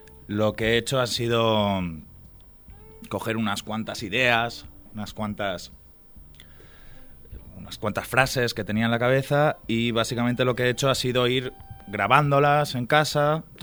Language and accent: Spanish; Talavera de la Reina, Castilla-La Mancha, Spain; also born or lived in Asturias; básicamente he estado aquí en Talavera desde los 8 años, vine de Asturias